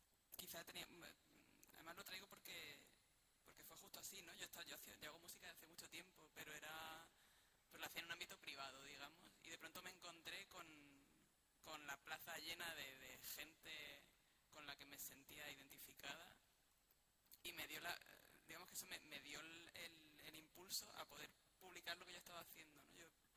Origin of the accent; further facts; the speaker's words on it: Morocco; de donde yo vengo, somos Marruecos, somos Norte de África.